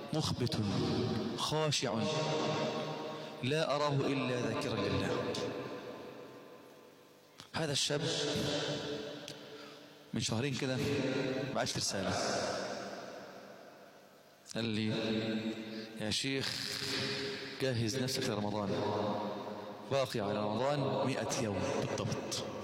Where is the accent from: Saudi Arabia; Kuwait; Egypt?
Egypt; عندنا في مصر الفجر في مصر وفي بعض الدول في اشكال شوية انه بأذن بدري 20 دقيقة وربع ساعة او 10 دقائق